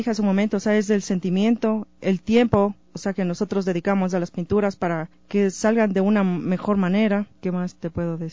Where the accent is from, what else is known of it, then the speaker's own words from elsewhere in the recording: Ecuador; Son 2 de Cuba, sí, solo 2 cubanos, y de ahí los demás somos ecuatorianos.